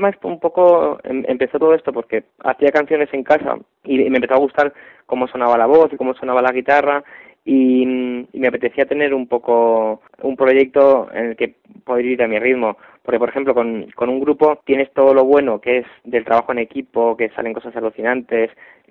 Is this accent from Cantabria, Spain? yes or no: no; Madrid, Community of Madrid, Spain; yo tengo otro grupo aparte de … que somos de Madrid